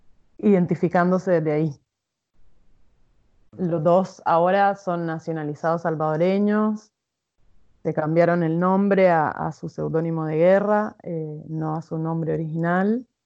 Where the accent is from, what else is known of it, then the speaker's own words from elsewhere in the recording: Basque Country, Spain; born there; yo nací en el País Vasco, que es donde nací, pero recalcan que fui gestada en las montañas de San Salvador. O sea, de El Salvador, perdón, en las montañas de Chalatenango